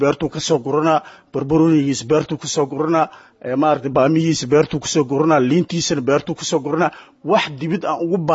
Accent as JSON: {"language": "Somali", "town": "Qoryooley", "region": "Lower Shabelle", "country": "Somalia", "tie": "born there", "said": "anigu waxaan ku dhashay Qoryooley degmada Qoryooley"}